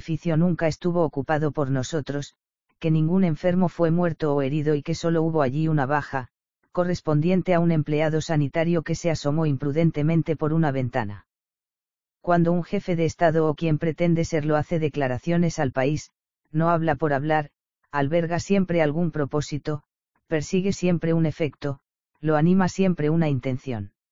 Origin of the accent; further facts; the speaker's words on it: Cuba; porque siento vergüenza, como cubano, que unos hombres sin entrañas, con sus crímenes incalificables, hayan deshonrado nuestra patria ante el mundo